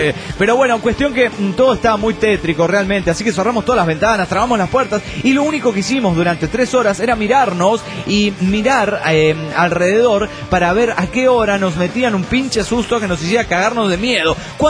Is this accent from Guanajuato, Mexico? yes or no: no; Cuernavaca, Morelos, Mexico; Está más o menos a unas 6 horas de Cuernavaca, de donde soy yo.